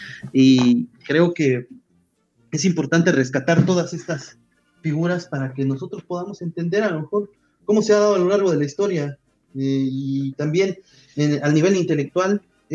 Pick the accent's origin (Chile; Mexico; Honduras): Mexico